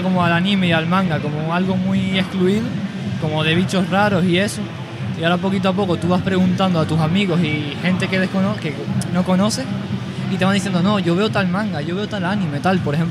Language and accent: Spanish; La Palma, Canary Islands, Spain; soy un chico de La Palma que viene un año con sus amigos y eso.